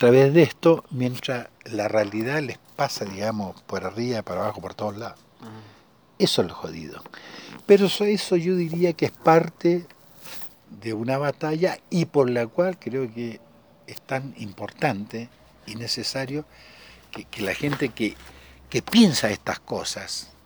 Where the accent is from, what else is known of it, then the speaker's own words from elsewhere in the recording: Chile; Entonces, yo soy chileno